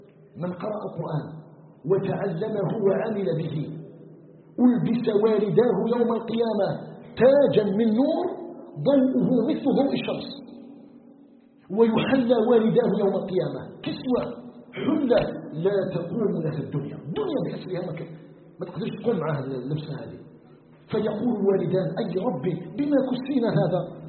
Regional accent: Algeria

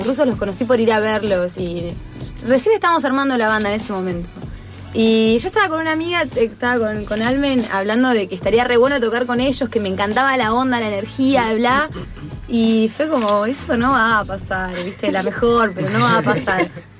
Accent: Avellaneda, Buenos Aires Province, Argentina; also born or lived in Entre Ríos / Paraná; Nací en Avellaneda. A los 11 me fui a Entre Ríos. 12 años me fui a Entre Ríos. De Entre Ríos me fui a Paraná y de Paraná volví para acá. Esa es mi historia. Pero ahora vivo acá y alquilo en Avellaneda donde nací.

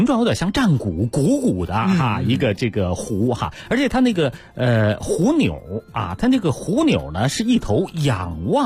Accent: Beijing, China; 这个咱们北京人呢爱把玩呐

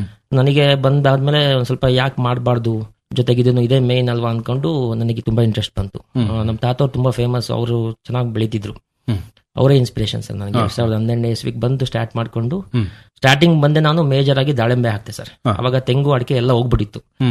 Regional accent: Kellangere, Karnataka, India; ಊರು ಅರಸೀಕೆರೆ ತಾಲೂಕು ಕೆಲ್ಲಂಗೆರೆ.

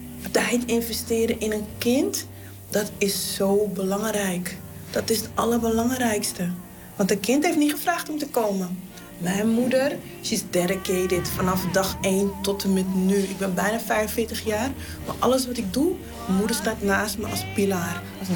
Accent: Amsterdam, North Holland, Netherlands; Dat ik wil laten zien van, hey, ik kom uit de Bijlmer en dit is wat we waard zijn.

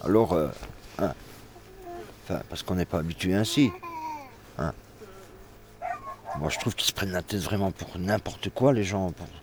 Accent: Belgium; même moi en tant que Belge, j'ai une carte d'identité qui est pourrie

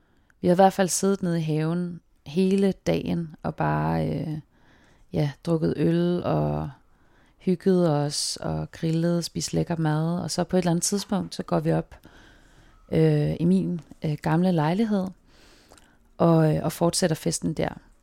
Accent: Zealand, Denmark; now in Copenhagen, Denmark; jeg kommer fra Falster, hvor jeg har gået gymnasiet og boede også alene i en periode, arbejdet og bare havde sabbatår. Besluttede mig for at flytte til København

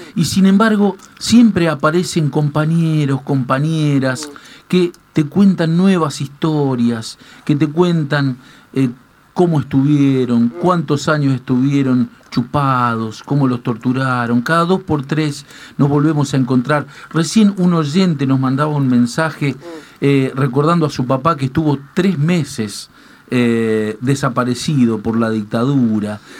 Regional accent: Argentina; Creo que es para enorgullecernos como argentinos, ¿no, Tati?

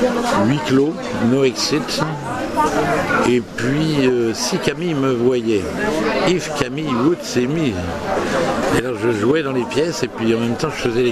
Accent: Paris, Île-de-France, France; born there; Je suis né à Paris, oui.

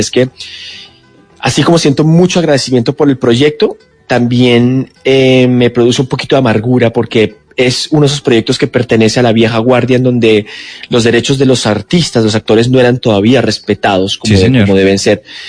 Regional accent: Colombia; moved away; cuando yo me fui de Colombia, al principio estábamos en una situación muy compleja de viajes

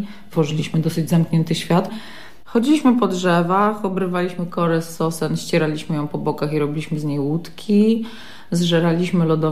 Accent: Wesoła, Masovian Voivodeship, Poland; Ja się wychowywałam w Wesołej pod Warszawą. To miasteczko było przecięte na pół torami kolejowymi, które biegną ze wschodu na zachód.

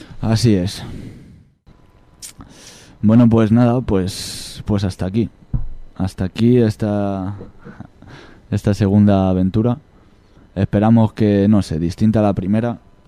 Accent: Extremadura, Spain; Yo en Extremadura, en mi pueblo, hay vacas, hay toros, y esos toros no embisten.

